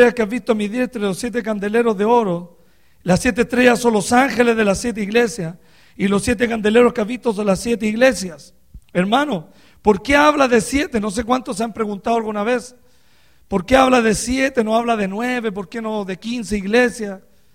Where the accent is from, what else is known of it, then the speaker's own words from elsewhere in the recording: Chile; moved away; que Dios nos haya traído desde Chile hasta este lugar. Estoy feliz, hermano, porque Algún día volveré a mi tierra, hermano, a hablar la palabra del Señor